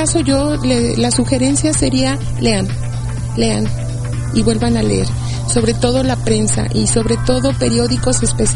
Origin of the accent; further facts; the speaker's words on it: Mexico; todo lo que no somos nosotros y que sí somos los mexicanos como país, como nación